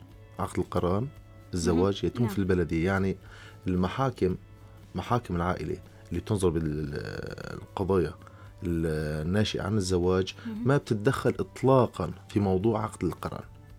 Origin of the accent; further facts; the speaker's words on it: Syria; مثل ما عندنا في سوريا بالمحكمة ممكن شخص يوكل محامي